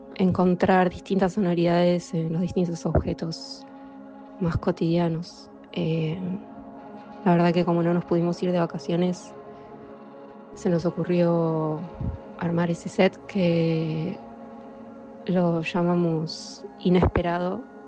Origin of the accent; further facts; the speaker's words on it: Buenos Aires, Argentina; eso es dónde estoy ahora y de dónde soy, de Buenos Aires. Viví en muchísimos lugares durante toda mi vida. Me mudé muchas veces